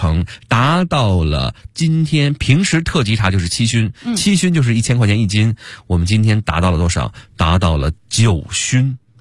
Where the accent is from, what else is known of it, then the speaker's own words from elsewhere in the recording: Beijing, China; 这个我北京人代表我们北京的这个朋友们